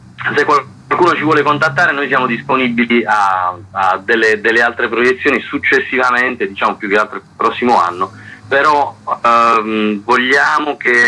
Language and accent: Italian; Manfredonia, Apulia, Italy; Manfredonia, nel mio paese